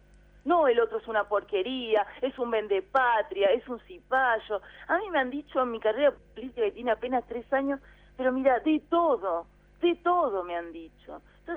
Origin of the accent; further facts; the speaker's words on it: Buenos Aires, Argentina; la ciudad de Buenos Aires, sobre todo, que es donde yo nací, fui criada, son los bares